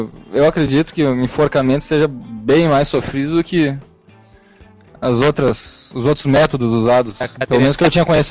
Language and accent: Portuguese; Brazil; born there; Tem lá, escrito que eu nasci no Brasil, né?